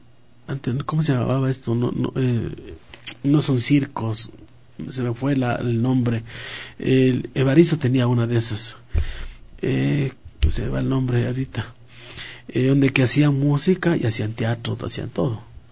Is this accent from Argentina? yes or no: no; Ecuador; es un compromiso de nosotros como ecuatorianos, valorar lo que tenemos